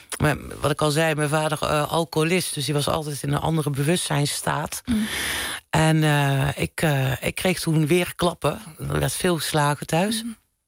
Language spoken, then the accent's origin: Dutch; North Brabant, Netherlands; ik kom uit Brabant oorspronkelijk.